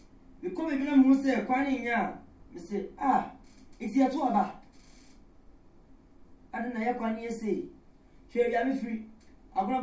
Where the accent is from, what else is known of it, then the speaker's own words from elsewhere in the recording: Ghana; I don't know anything about it, and I'm a Ghanaian.